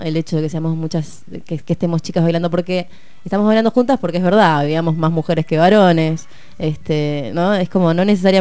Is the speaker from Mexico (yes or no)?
no; Mendoza, Argentina; Yo soy mendocina acá también.